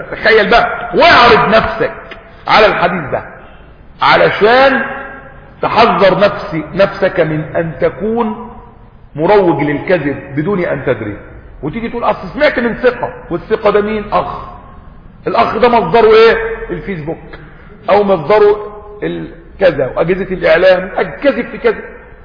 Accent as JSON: {"language": "Arabic", "country": "Egypt", "said": "ده لما كان عندنا في مصر جريدة ولا جريدتين ولا حاجة"}